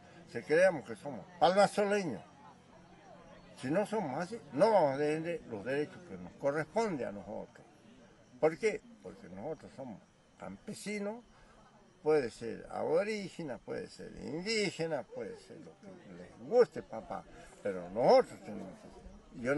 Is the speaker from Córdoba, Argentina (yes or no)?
no; Jujuy, Argentina; soy buen jujeño, tengo hijos, nietos, bisnietos, buenos jujeños. Por eso me siento orgulloso que soy jujeño y no salgo para ningún lado. Me vivo acá, me vivo en esta zona hermosa.